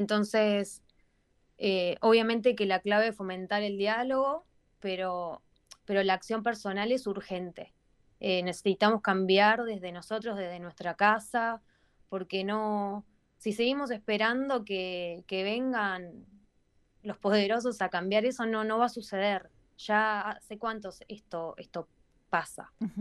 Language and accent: Spanish; Argentina; cuando digo de dónde soy, que soy de Argentina